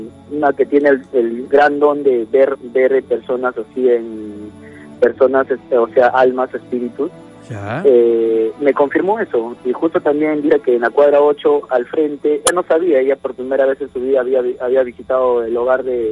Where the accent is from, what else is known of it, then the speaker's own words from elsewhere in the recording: La Victoria, Lima, Peru; Acá, pues, bueno, yo soy de La Victoria. Vivo en La Victoria.